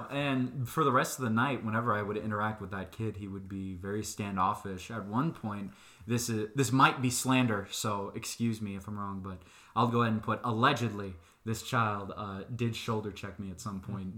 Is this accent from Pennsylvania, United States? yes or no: no; Soda Springs, Idaho, United States; back in my hometown of Soda Springs, as I was saying before, I was big shrimping in my Boy Scouts troop.